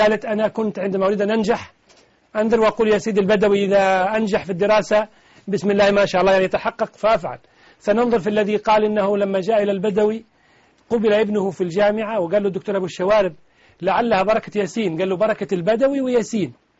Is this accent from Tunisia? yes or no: yes; Tunisia; هذا أمر شيء أعرفه عندنا في تونس